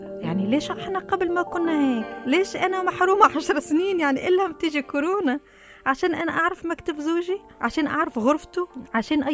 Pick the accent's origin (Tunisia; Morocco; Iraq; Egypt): Tunisia; now in Dubai, United Arab Emirates; أنا تونسية ومتزوجة كويتي، عايشة في دبي تقريبا صار لي هذا الشهر صار لي 10 سنوات.